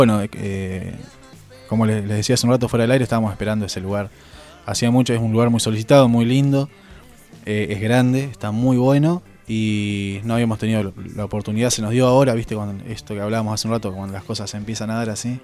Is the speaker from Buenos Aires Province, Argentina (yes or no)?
yes; Rauch, Buenos Aires Province, Argentina; Rausch es un pueblo de donde somos, Jacob y yo. Está al lado cerca de Tandil.